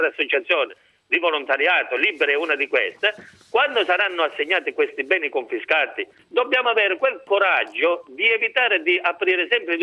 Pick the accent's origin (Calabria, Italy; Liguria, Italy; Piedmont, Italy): Calabria, Italy; Isola di Capo Rizzuto; almeno parlo perché io sono di Isola, non è solo mafia.